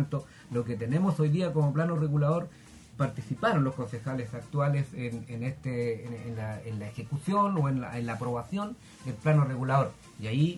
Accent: Nonguén, Biobío, Chile; Y digo no fuimos porque soy de Nonquén

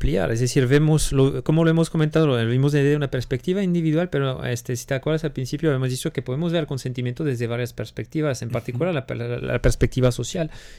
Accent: France; Spanish is a second language; now in Mexico; Yo, siendo francés, no teniendo la nacionalidad mexicana, como quiera tengo que pagar impuestos como ustedes

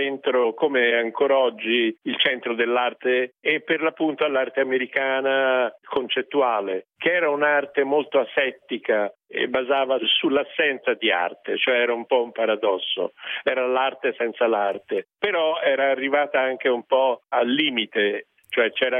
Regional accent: Florence, Tuscany, Italy; probabilmente conta il fatto che sono nato a Firenze, che ho non solo studiato l'arte, ma l'ho frequentata

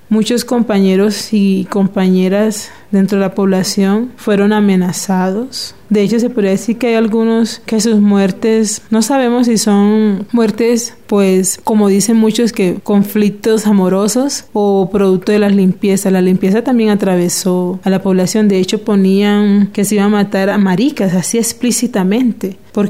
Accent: Cartagena, Bolívar, Colombia; vengo de Cartagena

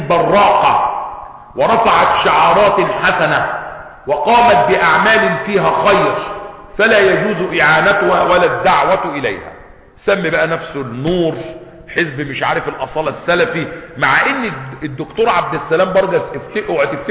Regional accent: Egypt; احنا عندنا في مصر تقريبا فوق 80 مليون ميزو

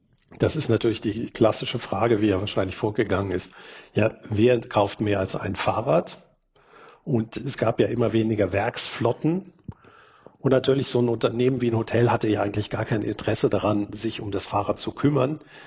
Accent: Germany; born there; moved away; Ich bin zwar in Deutschland geboren, aber seit 1990 wohne ich nicht mehr in Deutschland.

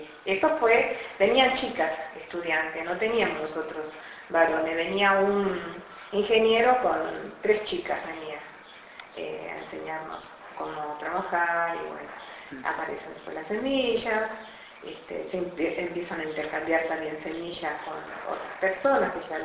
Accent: Alvear, Corrientes, Argentina; yo vengo de Corrientes, yo vivía frente a Brasil, Alvear, un pueblito que está frontera con Itaquí, Brasil, pasando Uruguayana, pasando Rosales Vivi. Es un pueblo chiquito, nosotros no hablamos el guaraní, hablamos más el portugués que el guaraní. Yo nací y me crié ahí

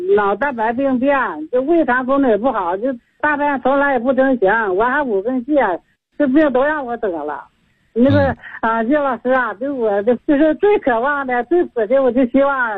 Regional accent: Suihua, Heilongjiang, China; 我是来自龙江绥化了，今年70岁了

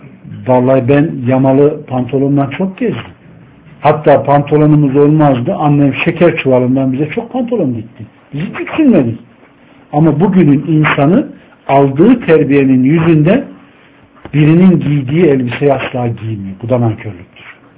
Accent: Ankara, Turkey; ben ortaokula kadar elektriksiz bir ortamda oturdum. Ankara gibi bir yerde. Doğma büyüme buradayım.

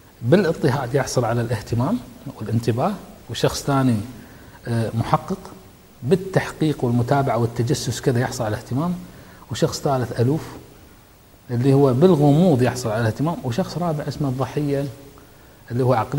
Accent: Kuwait; عندنا بالكويت وعندك أنت في بلدك وكل مكان

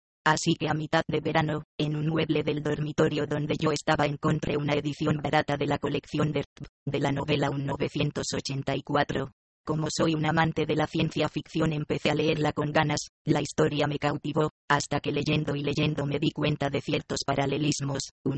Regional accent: Granada, Andalusia, Spain; Un verano, en Granada, mi tierra natal, buscando y buscando

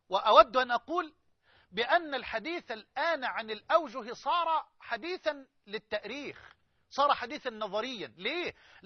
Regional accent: Egypt; يعني خدوا كده من الطوق بلغتنا كمصريين

